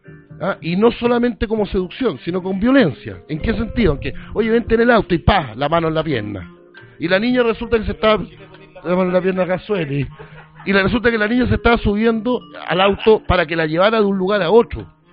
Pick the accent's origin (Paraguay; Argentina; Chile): Chile; Villarrica, Araucanía; born there; also born or lived in Temuco; yo nací en Villarrica, viví en Temuco